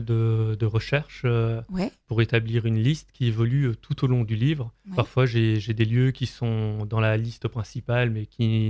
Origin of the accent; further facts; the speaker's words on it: Wallonia, Belgium; now in France; je suis né à Namur, j'ai étudié à Tournai. Puis quand je suis parti vivre au Canada et que je suis revenu, j'ai découvert davantage la Wallonie avant de m'installer en Lorraine. Et donc, j'ai toujours eu cette accroche pour ma région natale.